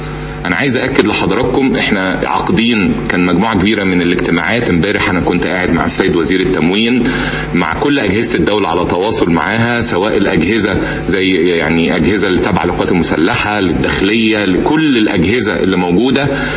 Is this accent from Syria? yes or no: no; Egypt; لازم نبقى واخدين بالنا كمصريين